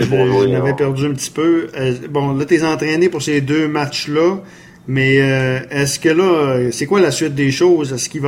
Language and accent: French; Saint-Augustin, Quebec, Canada; moi, je suis natif de Saint-Augustin